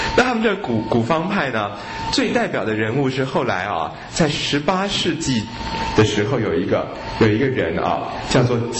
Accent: China; 我们中国的中医都会说

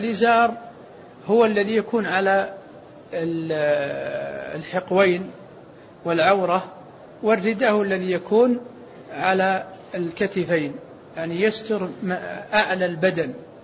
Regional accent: Saudi Arabia; مثل البشوت التي عندنا في السعودية

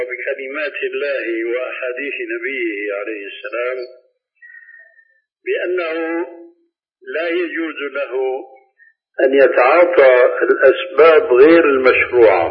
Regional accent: Syria; عندنا في سوريا

